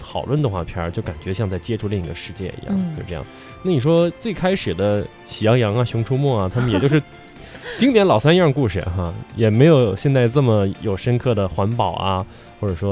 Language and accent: Chinese; Inner Mongolia, China; 小时候在内蒙古胡同少啊，因为建地面积挺大的